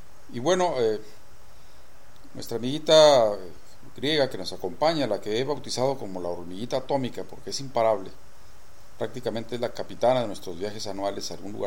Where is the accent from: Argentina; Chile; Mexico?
Mexico; Tijuana, Baja California; Un poco con la esperanza de encontrarme con un paisano, ya que yo soy de Tijuana.